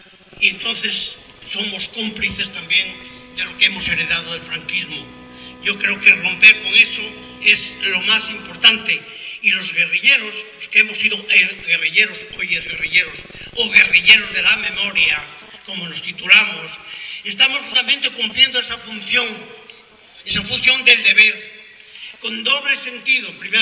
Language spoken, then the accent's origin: Spanish; Castile and León, Spain; la parte de León, del Bierzo, yo soy del Bierzo